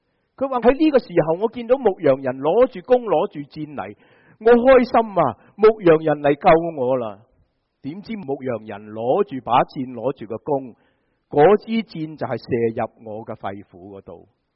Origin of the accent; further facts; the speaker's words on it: China; 这个就好像我们中国人说被人唱衰晒